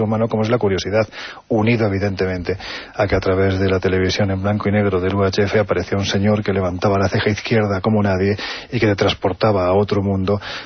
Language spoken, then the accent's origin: Spanish; Jaén, Andalusia, Spain; cuando me pongo delante de un micrófono casi un resorte en mi cabeza hace que me quite mi acento, yo soy de Jaén